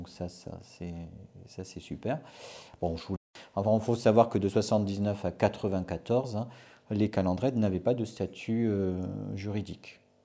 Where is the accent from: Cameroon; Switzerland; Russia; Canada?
Canada; born there; Je suis né au Canada.